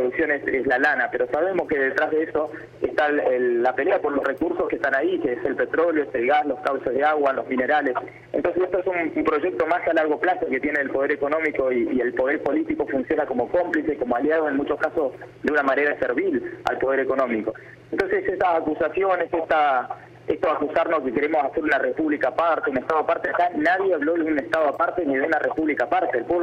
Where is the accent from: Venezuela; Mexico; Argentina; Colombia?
Argentina; Chubut; para nosotros que venimos del sur, venimos de Chubut